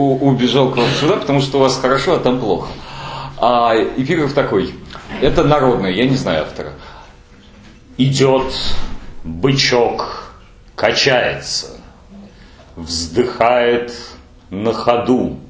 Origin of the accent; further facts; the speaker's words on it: Moscow, Russia; Не, ну я так, я, конечно, из Москвы